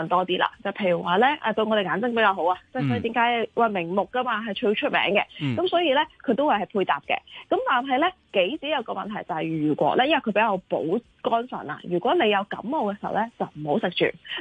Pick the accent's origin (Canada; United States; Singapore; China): China; South China